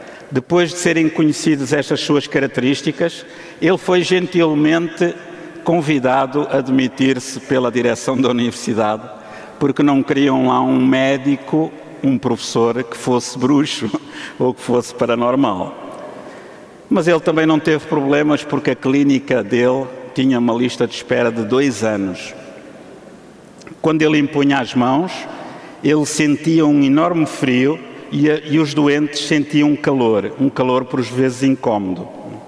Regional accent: Portugal; trouxe logo 2, como um bom português, da mesma marca

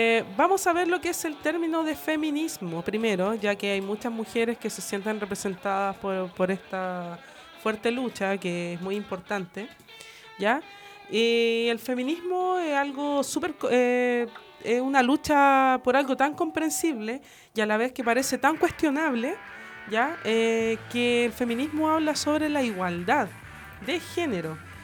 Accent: Graneros, O'Higgins, Chile; ya que soy de Graneros, y con el toque de queda no había locomoción

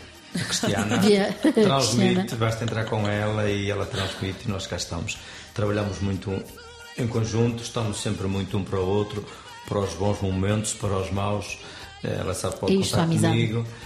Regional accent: Norte, Portugal; tenho muito orgulho também de ser de onde sou

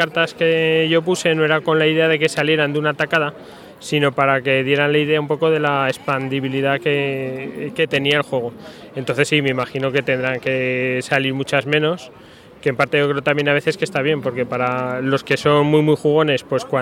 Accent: Aragon, Spain; porque soy de Aragón y ahí somos un poco burros

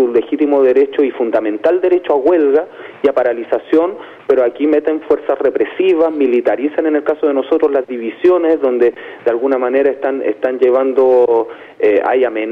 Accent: Chile; primero somos todos los chilenos

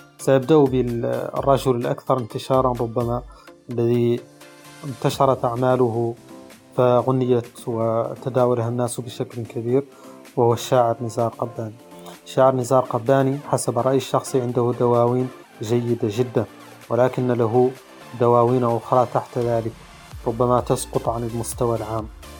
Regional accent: Mauritania

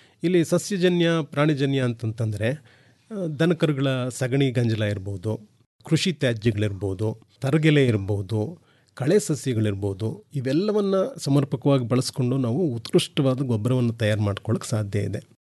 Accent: Hole Narasipura, Karnataka, India; ಸ್ವಯಂ ನಿವೃತ್ತಿಯನ್ನು ಪಡ್ಕೊಂಡು ಹೊಳೆ ನರಸೀಪುರಕ್ಕೆ ಬಂದೆ. ಅದು ನನ್ನ ಸ್ವಂತ ಊರು.

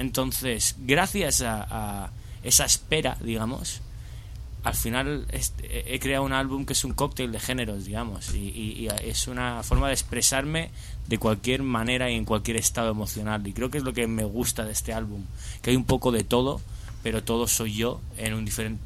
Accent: Spain; mi madre es inglesa, mi padre es italiano, pero mi padre se crió en Inglaterra, un poco como yo me crié en España

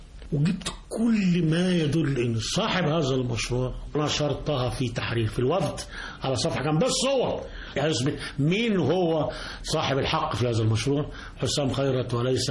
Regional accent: Cairo, Cairo Governorate, Egypt; من القاهرة.

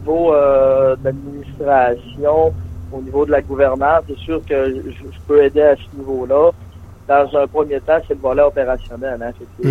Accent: Dolbeau-Mistassini, Quebec, Canada; Oui, je suis de Dolbeau-Mistassini.

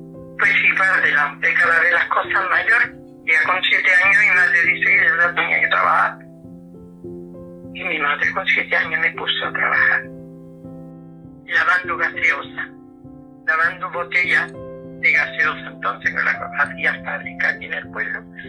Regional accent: Arcos de la Frontera, Andalusia, Spain; En Arco, en mi pueblo, en Arco de la Frontera, donde hoy tengo calle y donde hoy soy una mujer muy respetada y muy querida.

